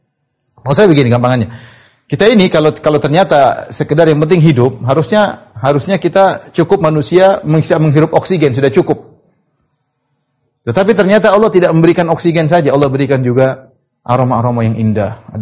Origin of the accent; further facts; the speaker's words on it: Papua, Indonesia; meskipun saya belum pernah ke sana, padahal saya orang Papua, ya.